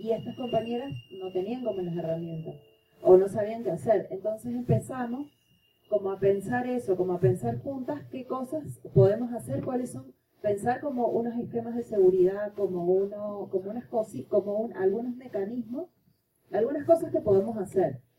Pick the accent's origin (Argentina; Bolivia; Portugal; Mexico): Argentina; now in Venezuela; Yo soy argentina, pero vivo en Venezuela